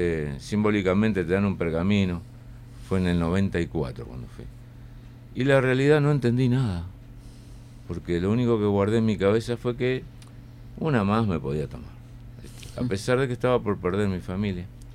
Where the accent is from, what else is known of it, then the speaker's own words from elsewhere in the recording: Uruguay; moved away; also born or lived in Argentina; yo vengo de Argentina. Mi alcoholismo viene de allá, soy uruguayo. Pero bueno, en el exilio